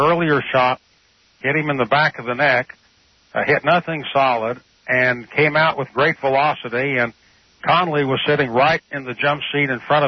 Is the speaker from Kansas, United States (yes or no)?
yes; Wichita, Kansas, United States; I grew up in Wichita, Kansas.